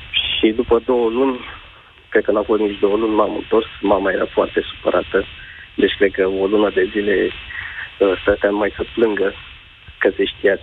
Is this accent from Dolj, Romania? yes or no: yes; Craiova, Dolj, Romania; Sunt din Craiova.